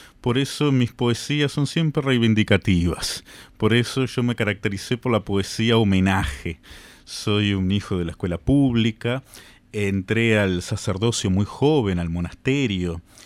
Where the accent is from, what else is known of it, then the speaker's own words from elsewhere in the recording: Montevideo, Uruguay; Bueno, yo soy de Montevideo, soy montevideano, de un origen y una familia muy sencilla.